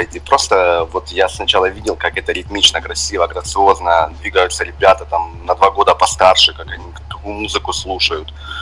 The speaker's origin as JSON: {"language": "Russian", "town": "Donetsk", "region": "Donetsk Oblast", "country": "Ukraine", "tie": "born or raised there", "also_born_or_lived": "Pryvillia", "said": "Я больше из Донецка, хотя родился в Луганской области. Ага. Есть такой город Приволье, недалеко от Лисичанска. Ага. Вот я был рожден там. До 5 лет мы там жили, потом переехали уже в Донецкую область."}